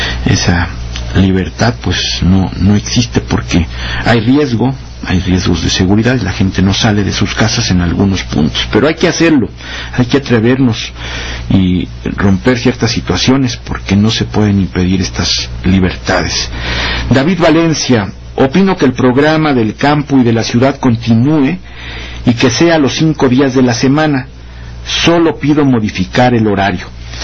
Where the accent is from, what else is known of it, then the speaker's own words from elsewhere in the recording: Mexico; nuestras tradiciones, nuestras costumbres, nuestro legado cultural como mexicanos y mexicanas es tan amplio, tan vasto